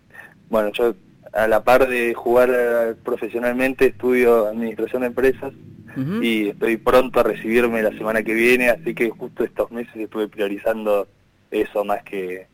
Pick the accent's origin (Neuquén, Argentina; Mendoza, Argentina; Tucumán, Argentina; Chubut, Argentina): Neuquén, Argentina; now in Buenos Aires, Argentina; soy de Neuquén Capital. Ahora estoy viviendo en Buenos Aires Capital, en Ciudad de Buenos Aires